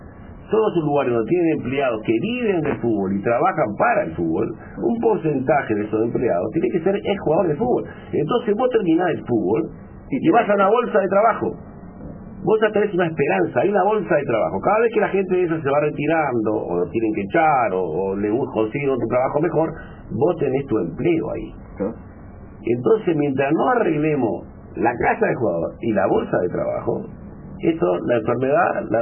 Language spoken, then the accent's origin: Spanish; Montevideo, Uruguay; born there; Yo nací en La Teja, no sé, la mano, estudié en el Liceo del Cerro